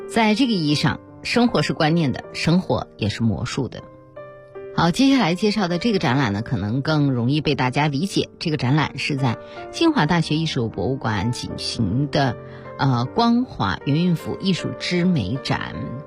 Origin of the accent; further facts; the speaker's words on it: China; 那么陶瓷艺术呢，我们中国人是很熟悉的啊